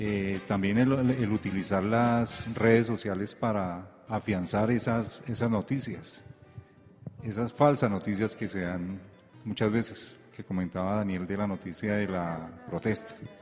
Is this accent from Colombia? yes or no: yes; Colombia; Realmente, como colombiano, uno se cansa de que siempre esté lo mismo